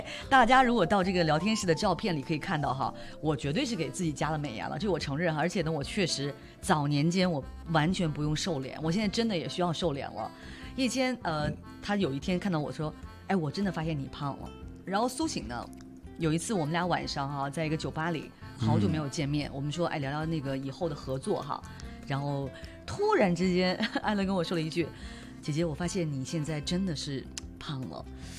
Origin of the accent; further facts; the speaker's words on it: China; 只不过我们中国人更喜欢，就是说过了这个农历年哈